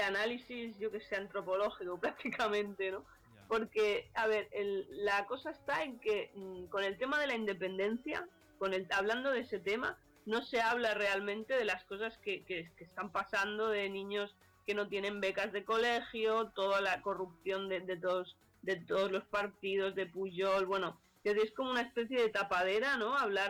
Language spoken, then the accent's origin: Spanish; Catalonia, Spain; Y a mí me da mucha pena, por ejemplo, mi tierra, ¿no?, Cataluña